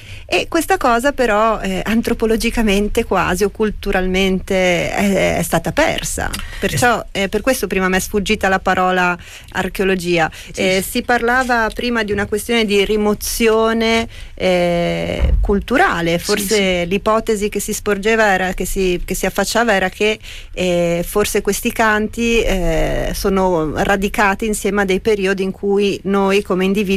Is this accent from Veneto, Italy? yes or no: yes; Veneto, Italy; E io che sono veneta